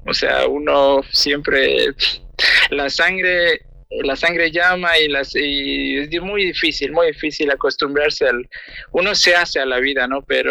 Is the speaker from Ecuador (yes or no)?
yes; Ecuador; moved away; yo soy de Ecuador, justamente de la mitad del mundo, ya te darás cuenta, allá no tenemos invierno para nada, no sabemos lo que es el invierno.